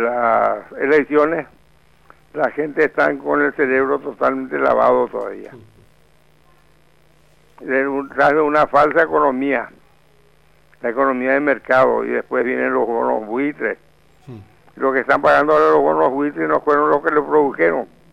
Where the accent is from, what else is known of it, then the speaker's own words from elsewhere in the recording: Paraguay; Y yo más que paraguayo, yo soy latinoamericano.